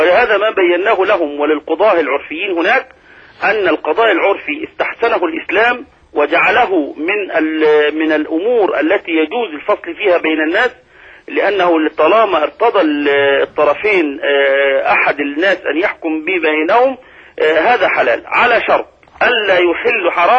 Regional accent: Abu Kabir, Sharqia Governorate, Egypt; الحمد لله أنني كنت ولا زال في قريتي في أبو كبير أعمل هذا العمل الجميل في إصلاح ذات البين.

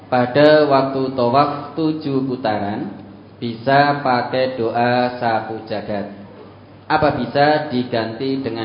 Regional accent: Tegal, Central Java, Indonesia; Kami dari Tegal, kami musafir rombongan 30 orang

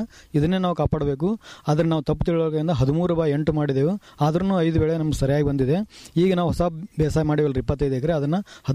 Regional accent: Kottalgi, Karnataka, India; ನಂಗೆ ಮೂಲ ನಮ್ಮೂರು 10ನೇ ತಾಲೂಕು ಕೊಟ್ಟಲ್ಗಿ ಅಂತ.

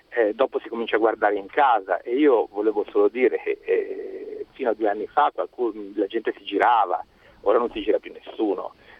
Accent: Emilia-Romagna, Italy; now in Florence, Italy; siamo tutti e due italiani, siamo di Firenze, della stessa città, lei è nata qui, io sono emiliano, ma trasferito qui da 35 anni.

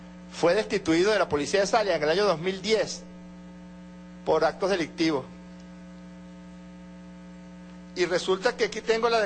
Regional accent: Venezuela; como ciudadano venezolano que soy, con cuatro hijos

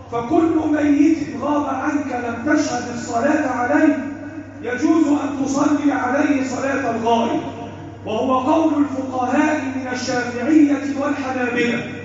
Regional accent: Egypt; اللهم احفظ بلدنا مصر وسائر بلاد المسلمين،

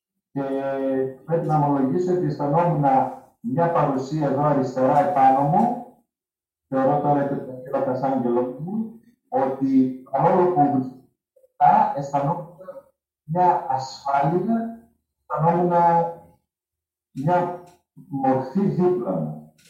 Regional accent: Menemeni, Central Macedonia, Greece; Το μόνο που θυμάμαι από τα παιδικά μου χρόνια ήταν στη Μενεμένη

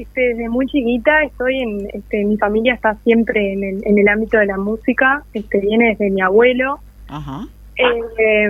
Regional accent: San José de Mayo, San José, Uruguay; also born or lived in Montevideo; Yo soy de San José, en realidad nací allá en Montevideo, pero al año me vine a vivir para acá. Uh-huh. Y bueno, me he formado acá.

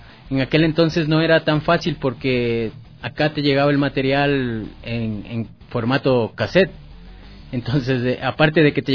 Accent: Ecuador; sobre todo Ecuador, porque como ecuatoriano siempre tratas de dar a conocer el material que tienes en tu país

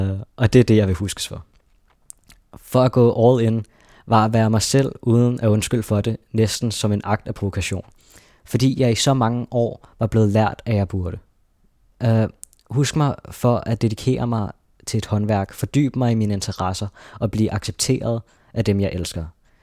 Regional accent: Charlottenlund, Capital Region of Denmark, Denmark; Jeg voksede op i Charlottenlund, en uskyldig barndom, jeg tit tænkte tilbage på

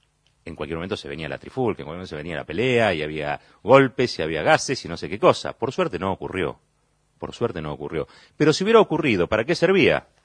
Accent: Argentina; Testimonio de que los argentinos, primero, somos latinoamericanos.

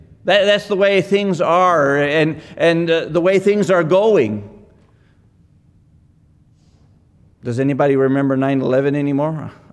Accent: Texas, United States; But my focus is not really on Texas, even though I'm a Texan, you know.

